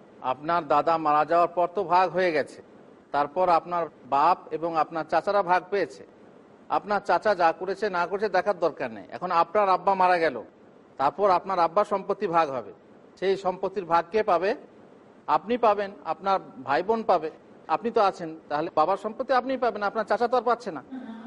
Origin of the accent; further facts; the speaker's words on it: Bardhaman, West Bengal, India; কোথায়? আমার এলাকা বর্ধমানে।